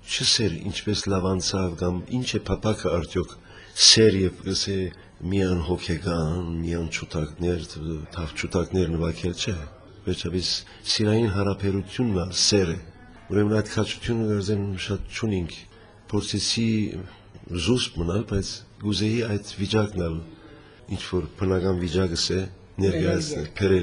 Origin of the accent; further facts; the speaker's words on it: Lebanon; also born or lived in Syria; Լիբանան ծնած եմ, սակայն մանկությանս մեկ մասը Սուրիա ապրած ենք